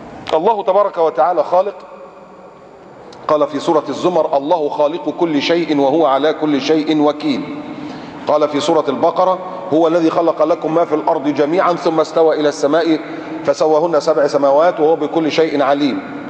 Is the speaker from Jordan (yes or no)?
no; Egypt; المجرم السافل الممثل اللي عندنا في مصر ده اللي عمال يسخر من الاسلام ومن المسلمين